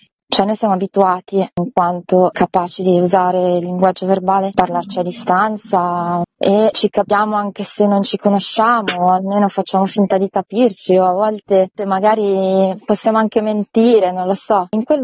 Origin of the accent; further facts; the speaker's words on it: Marche, Italy; c'è stato un bando nella regione Marche, io sono marchigiana, per raccontare con un film delle eccellenze del territorio.